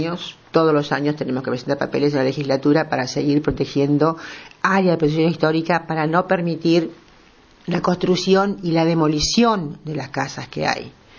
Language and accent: Spanish; Buenos Aires, Argentina; also born or lived in Chaco; soy alumna del Colegio Santa Ana, de Avenida del Libertador, conozco muy bien Belgrano desde chica